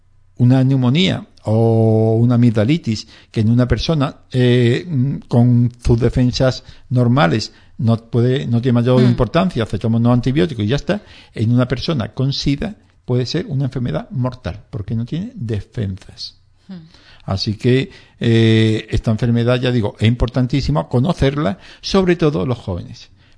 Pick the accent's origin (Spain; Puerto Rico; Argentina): Spain; Andalusia; accent: Andalusian; yo creo que no sé pronunciar la S, como andaluz que soy